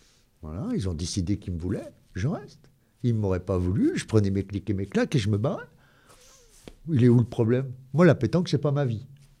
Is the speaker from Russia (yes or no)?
no; Valserhône, Auvergne-Rhône-Alpes, France; Moi, je suis né ici, je suis né en 1966 à Béliard, au Valserone. Maintenant, on est Valserone. Je prends le Valseronois. Je suis un vrai Valseronois.